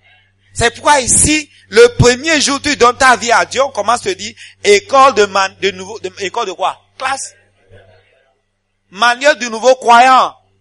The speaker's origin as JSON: {"language": "French", "country": "Ghana", "said": "moi j'ai un diplôme, je viens du Ghana, un diplôme bilingue anglais-français, et vous commencez à parler anglais."}